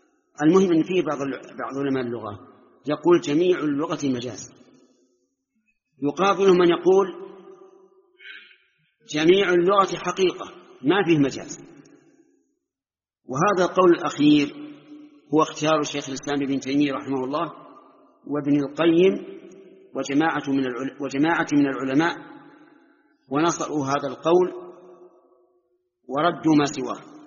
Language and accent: Arabic; Najd, Saudi Arabia; أما عندنا في نجد فالشات هي الأنثى من الضأن